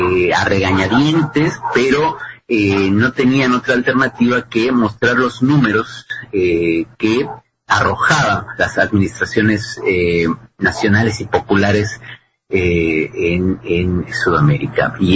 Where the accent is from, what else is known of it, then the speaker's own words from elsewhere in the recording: Mexico; Creo que para quienes viven en México, quienes somos mexicanos